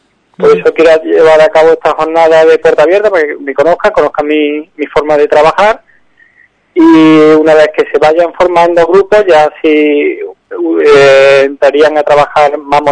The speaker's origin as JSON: {"language": "Spanish", "town": "Córdoba", "region": "Andalusia", "country": "Spain", "said": "yo ya le digo, soy provengo de Córdoba"}